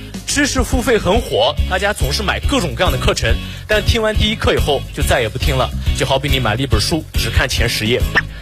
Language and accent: Chinese; Xinjiang, China; 我不是老外，我来自新疆，我是维吾尔族啊，就是和那个迪丽热巴特别火的民族。